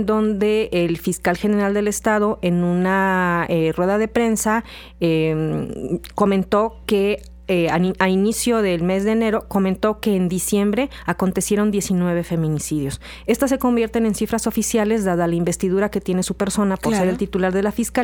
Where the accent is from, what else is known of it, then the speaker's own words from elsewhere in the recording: Veracruz, Mexico; porque yo vivo aquí y soy veracruzana, ¿no?